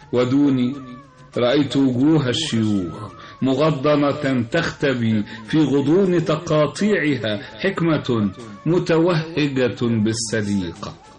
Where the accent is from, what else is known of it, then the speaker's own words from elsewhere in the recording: Cairo, Cairo Governorate, Egypt; also born or lived in United States; قصيدة عن حي الحلمية الذي تشرفت بأن كان مسقط رأسي وكان مرعى صباي